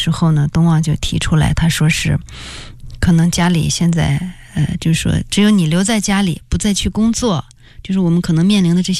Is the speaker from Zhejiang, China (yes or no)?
no; Datong, Shanxi, China; 我呢就是分配回了我的家乡大同大学做老师啊